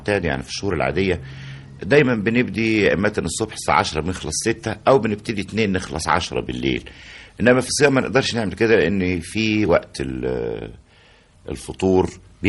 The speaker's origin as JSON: {"language": "Arabic", "town": "Cairo", "region": "Cairo Governorate", "country": "Egypt", "tie": "born or raised there", "said": "يعني قاهري المنشأ، يعني مش المولد، إنما طول عمري متربي ونشأت وفضلت في القاهرة، ما اتنقلتش منها أبدا"}